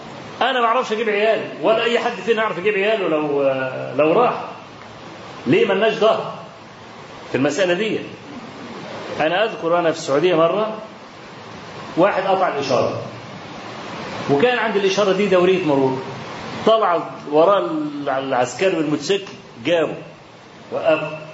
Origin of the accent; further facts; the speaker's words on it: Egypt; خلاص احنا من مصر